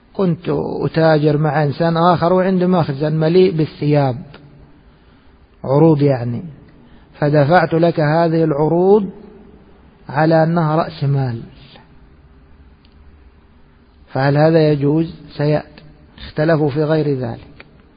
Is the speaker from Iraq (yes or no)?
no; Egypt; نحن أدركنا العملة في بلادنا مصر لما كانت من النحاس